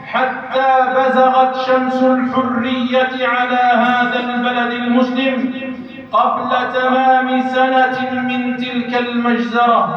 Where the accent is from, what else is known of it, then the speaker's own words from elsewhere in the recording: Algeria; لتبقى بلادنا الجزائر بلاداً إسلامية